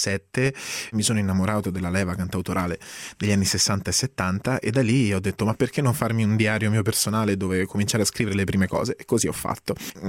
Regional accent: Lazio, Italy; sono laziale, vengo da un piccolo paesino in provincia di Rieti, nella Valle del Salto

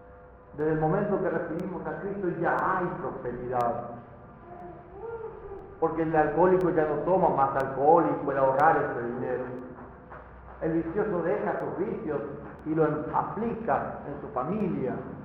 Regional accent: Paraguay; estando en mi país, en Paraguay

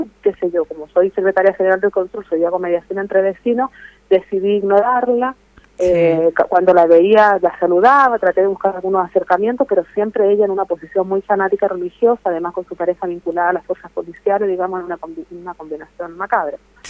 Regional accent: Chile; Yo soy chilena

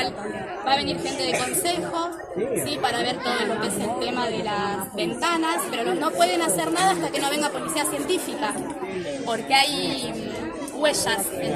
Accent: Máximo Paz, Buenos Aires Province, Argentina; Nosotros damos la cara porque somos de Máximo Paz y queremos lo mejor para la escuela.

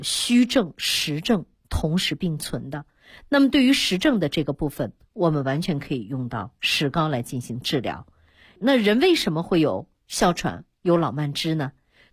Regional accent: China; 那作为中国人，我们也有得天独厚的这样的一个保持健康的条件。

